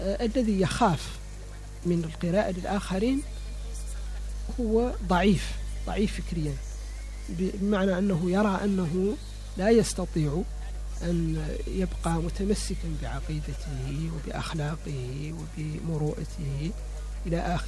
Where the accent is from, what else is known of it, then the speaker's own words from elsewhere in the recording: Mauritania; أنا ولست فرنسيا ولست أمريكيا ولست خليجيا ولست جزائريا ولا سنغاليا، أنا موريتاني، أمثل نفسي وأمثل بلدي